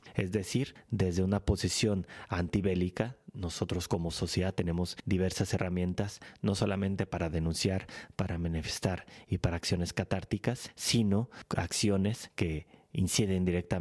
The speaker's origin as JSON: {"language": "Spanish", "town": "Tijuana", "region": "Baja California", "country": "Mexico", "said": "cerramos de nuevo con México, ahora con mi tierra, con Tijuana"}